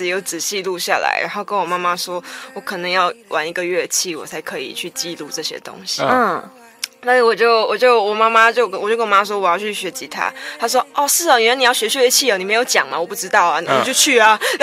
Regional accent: Malaysia; 我来自马来西亚

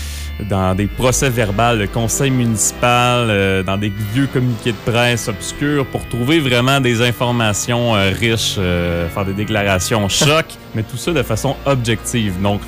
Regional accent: Quebec, Canada; je suis québécois depuis 13 générations déjà. Mon ancêtre est arrivé en 1600 quelque chose.

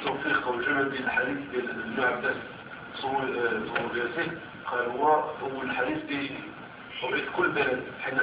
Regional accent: Morocco; هنا عندنا في المغرب

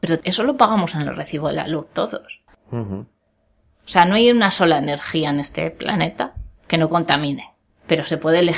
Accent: Madrid, Community of Madrid, Spain; now in Bilbao, Spain; Yo sigo flipando la primera vez que vine aquí a Bilbao.

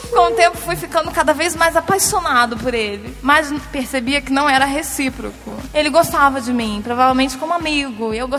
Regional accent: São Paulo, Brazil; Sou de São Paulo, tenho 24 anos.

